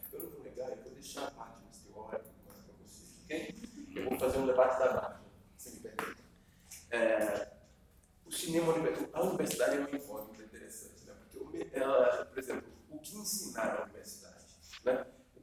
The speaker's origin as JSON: {"language": "Portuguese", "region": "Northeast Region", "country": "Brazil", "tie": "born or raised there", "said": "sou nordestino, sou do caso Santa Agostinho, e cresci num dos bairros mais perigosos do Brasil, né? E aí sou formado pela Federal de Recôncavo"}